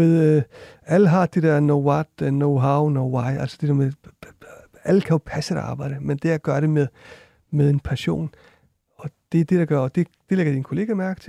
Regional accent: Iceland; Danish is a second language; now in Denmark; jeg kommer fra Island også

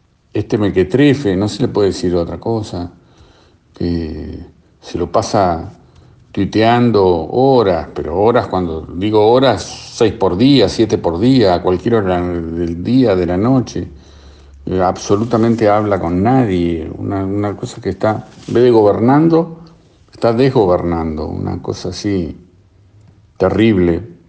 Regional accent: Argentina; yo soy argentino y tengo que mirar primero el ombligo

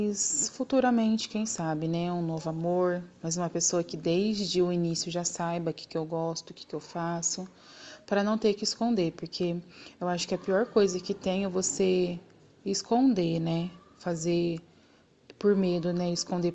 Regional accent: Minas Gerais, Brazil; moved away as an adult; Eu vim de Minas e lá em Minas, eu deixei meu filho, eu deixei minha família, eu deixei tudo lá em Minas, né?

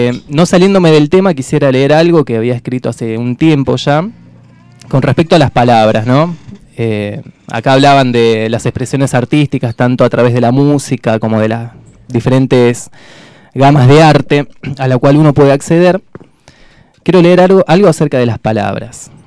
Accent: Rafael Calzada, Buenos Aires Province, Argentina; hago un largo trayecto para llegar hasta acá, casi 2 horas de viaje, soy de Rafael Calzada, cerca de Solano

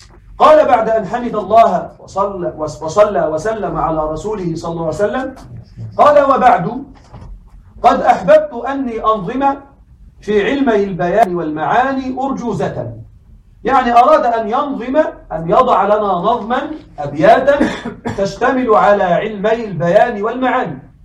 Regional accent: Egypt; عندنا في مصر يوجد عبارة في العامية لكن يمكن أن نقولها بالفصحى

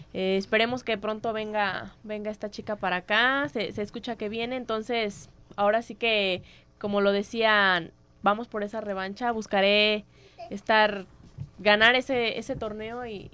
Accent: Mexico; ya estamos de un mismo bando, somos mexicanas

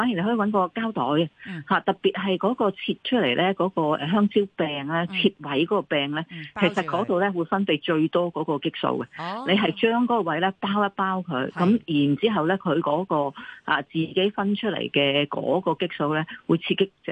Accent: China; 咁我哋中国人啊，当然啊食莲藕啦。

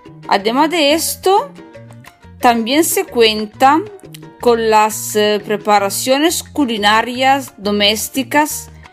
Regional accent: northern Italy, Italy; Spanish is a second language; recuerdo que yo soy italiana, del nord de Italia. Estudio español da sola.

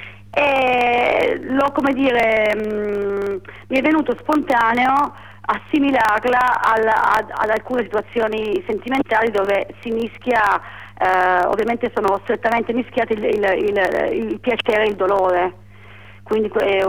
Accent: Turin, Piedmont, Italy; now in Milan, Italy; Sì, anzi in verità la mia città è Torino.

